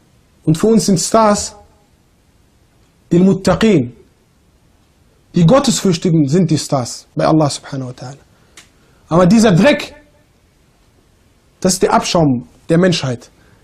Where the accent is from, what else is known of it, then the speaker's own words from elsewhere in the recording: Germany; Ja, ich komme aus Deutschland, modern und so.